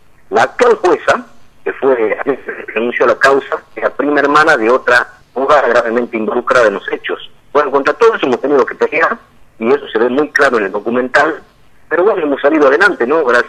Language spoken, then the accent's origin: Spanish; Tartagal, Salta, Argentina; ya se pasó en Tartagal, en Salta, en mi pueblo, con gran éxito